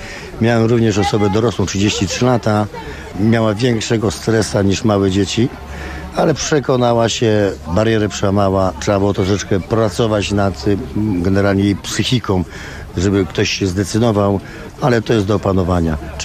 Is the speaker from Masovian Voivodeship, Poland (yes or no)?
no; Słupsk, Pomeranian Voivodeship, Poland; instruktor narciarstwa zjazdowego. Jestem ze Słupska.